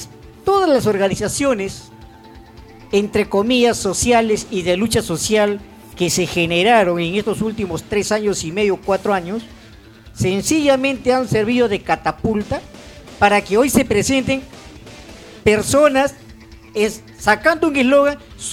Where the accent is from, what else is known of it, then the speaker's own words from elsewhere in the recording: Ventanilla, Callao, Peru; hasta los perros nos conocen porque somos de Ventanilla, caminamos el distrito